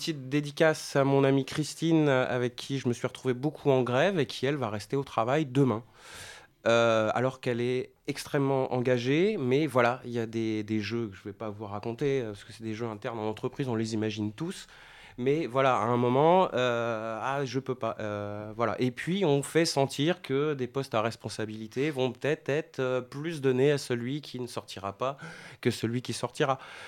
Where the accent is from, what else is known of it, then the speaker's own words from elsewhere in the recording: France; En plus, on est français, donc on a tendance à être à prendre beaucoup de choses là-dessus